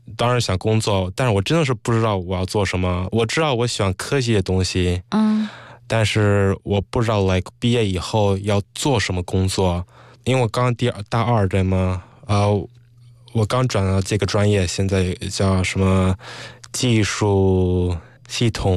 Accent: United States; 因为从小在美国就玩轻松，所以没有那压力

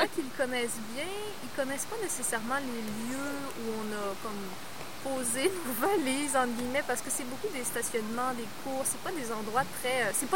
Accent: Quebec City, Quebec, Canada; moi, c'est sûr que j'ai été élevée dans Saint-Jean-Baptiste, donc ouais. je connais beaucoup de monde, je connais bien le quartier

